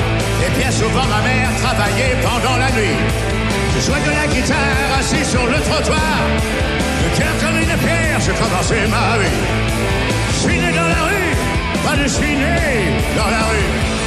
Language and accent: French; Paris, Île-de-France, France; born there; je suis né à Paris